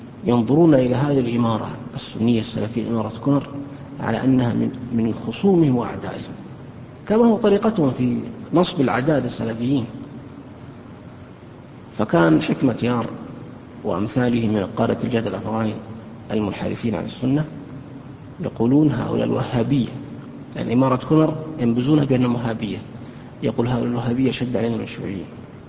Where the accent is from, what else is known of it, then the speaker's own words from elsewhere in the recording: Saudi Arabia; عندنا في السعودية